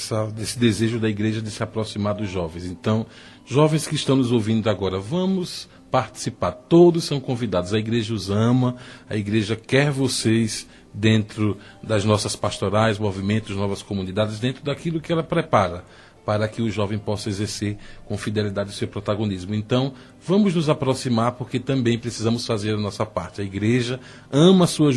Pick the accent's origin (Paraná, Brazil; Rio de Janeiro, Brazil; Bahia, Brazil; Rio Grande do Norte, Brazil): Rio Grande do Norte, Brazil; Natal; mandar um abraço para minha terra lá, para Natal.